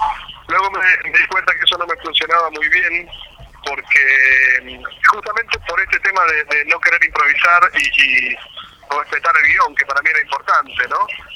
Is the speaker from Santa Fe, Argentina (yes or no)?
no; Buenos Aires, Argentina; Yo soy de Buenos Aires